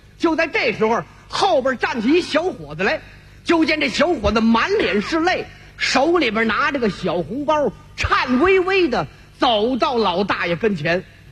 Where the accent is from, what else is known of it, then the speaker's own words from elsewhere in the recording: Tianjin, China; 这位大姐是我们天津人